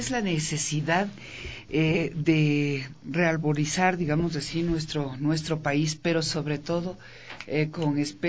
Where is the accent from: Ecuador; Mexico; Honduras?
Ecuador; lo que nosotros como ecuatorianos consideramos eso